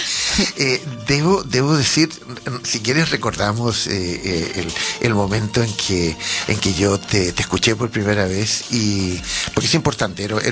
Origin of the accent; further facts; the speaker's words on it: Santiago, Santiago Metropolitan, Chile; Es como si yo, que soy chileno, pues de Santiago me fuese a vivir